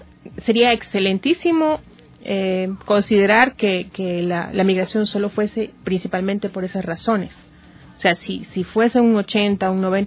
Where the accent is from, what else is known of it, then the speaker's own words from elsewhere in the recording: Esmeraldas, Ecuador; Yo vengo de la provincia de Esmeraldas, tenemos una crisis de agua